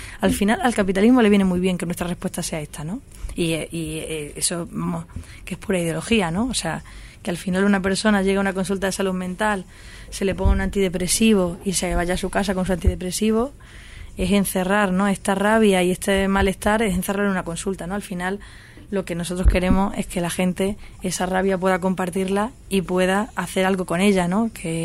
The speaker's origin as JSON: {"language": "Spanish", "region": "Extremadura", "country": "Spain", "lives_now": "Madrid, Spain", "said": "Yo vengo de Extremadura y aquí en Madrid, pues obviamente no tengo mi círculo al que recurriría más fácilmente"}